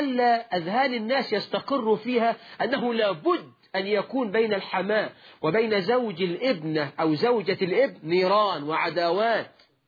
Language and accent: Arabic; Egypt; ده مثل عندنا في مصر. يقولك ربي خيبة للغيبة، ده مثل برضو مصري.